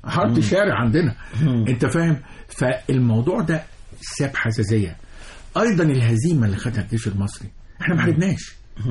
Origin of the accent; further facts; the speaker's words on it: Egypt; وانت عارف احنا مصريين الارض ارض تمام.